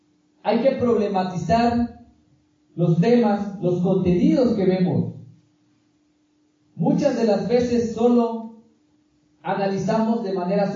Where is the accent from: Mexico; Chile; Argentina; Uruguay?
Mexico; Ocosingo, Chiapas; yo soy celtal, soy originario de Ocosingo, Chiapas. En celtal me dicen